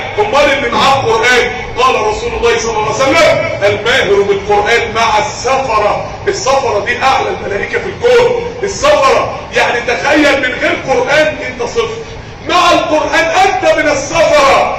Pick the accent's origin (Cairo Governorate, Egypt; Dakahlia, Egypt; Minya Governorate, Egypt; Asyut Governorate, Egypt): Dakahlia, Egypt; Mansoura; عندنا في المنصورة من اسبوعين شباب، يعني شباب صغير